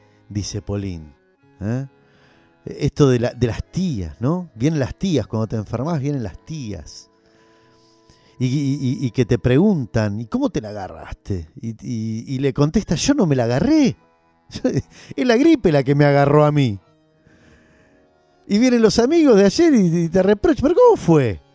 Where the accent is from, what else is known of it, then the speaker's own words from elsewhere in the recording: Argentina; dentro de nuestra historia como Argentina, una creación como esta